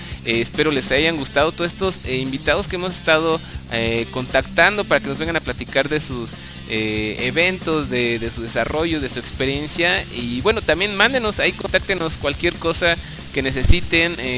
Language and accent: Spanish; Mexico; Si algo somos acá, los latinos, los mexicanos sobre todo, somos apasionados